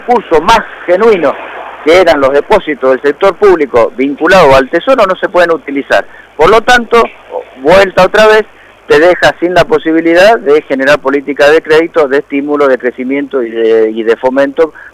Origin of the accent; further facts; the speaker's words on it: Mendoza, Argentina; No soy un especialista, pero sí me preocupa como argentino, como mendocino